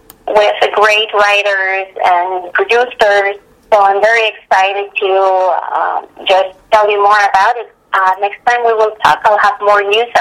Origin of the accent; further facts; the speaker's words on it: Montreal, Quebec, Canada; now in United States; Then coming from Canada, where I am from originally, I'm from Montreal, Canada, so it was awesome.